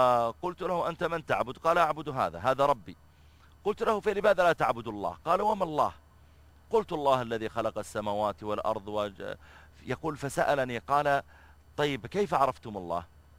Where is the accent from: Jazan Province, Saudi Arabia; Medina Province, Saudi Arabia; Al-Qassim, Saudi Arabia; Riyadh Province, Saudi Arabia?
Riyadh Province, Saudi Arabia; Riyadh; وكذلك عندنا في الرياض إذا خرجت في وقت الذروة